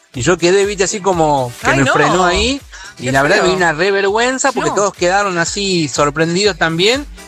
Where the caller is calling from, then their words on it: Moreno, Buenos Aires Province, Argentina; de Moreno.